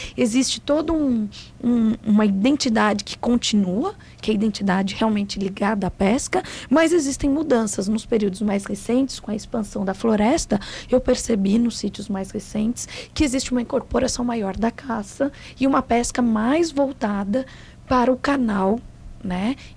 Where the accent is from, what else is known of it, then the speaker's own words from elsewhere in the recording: São Paulo, Brazil; now in Pelotas, Brazil; eu, como paulista, uma paulista que viveu em vários lugares, vim para Pelotas, para a UFPEL